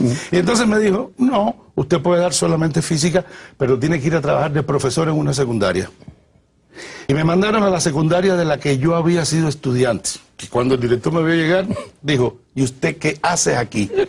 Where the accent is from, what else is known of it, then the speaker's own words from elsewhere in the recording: Havana, Cuba; Yo nací en Cayo Hueso. Sigo viviendo en Cayo Hueso, aunque vivo ahora en El Vedado. Pero mi estilo de vida quedó marcado por Cayo Hueso, el concepto del barrio